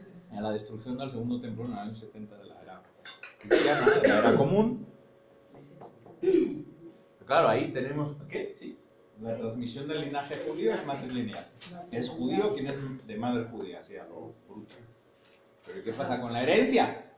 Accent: Basque Country, Spain; el País Vasco español, porque somos parte del País Vasco.

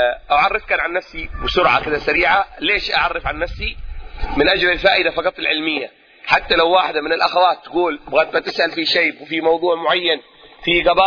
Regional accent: Mukalla, Hadhramaut, Yemen; born there; من مواليد المكلا حضرموت، الاصل من دوعن

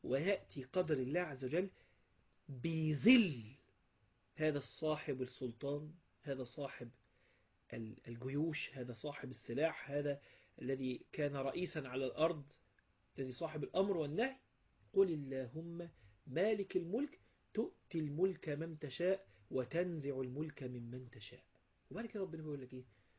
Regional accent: Egypt; ممكن ده مش عندنا في مصر

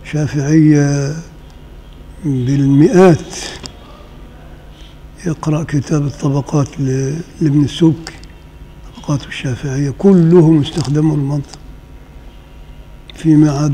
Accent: Upper Egypt, Egypt; فإنما عندنا في الصعيد كده، الصعيد الأدنى

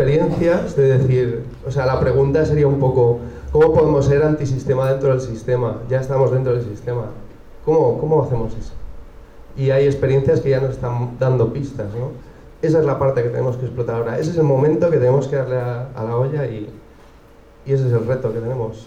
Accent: Madrid, Community of Madrid, Spain; de aquí de Madrid

